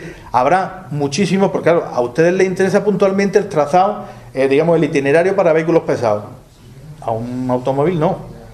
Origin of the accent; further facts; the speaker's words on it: Granada, Andalusia, Spain; Caballero, si yo soy granadino.